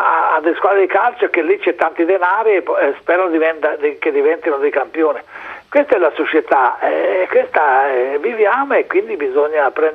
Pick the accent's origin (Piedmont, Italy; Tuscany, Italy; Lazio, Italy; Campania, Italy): Tuscany, Italy; Florence; sono da Toscana, sì. Fiorentino.